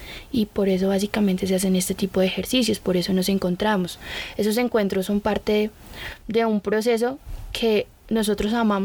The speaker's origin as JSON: {"language": "Spanish", "region": "Tolima", "country": "Colombia", "lives_now": "Bogotá, Colombia", "said": "Nosotros hacemos parte de un cabildo indígena, venimos todos del sur del Tolima."}